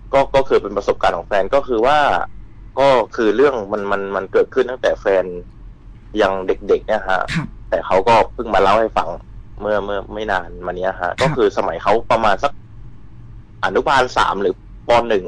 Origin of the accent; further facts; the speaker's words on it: Central Thailand, Thailand; ผมเป็นคนภาคกลาง